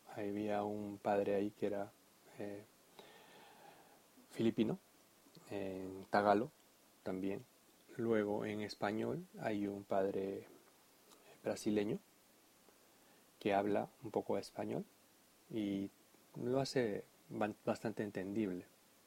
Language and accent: Spanish; Peru; yo soy de Perú y bueno, estoy bautizado. No estoy confirmado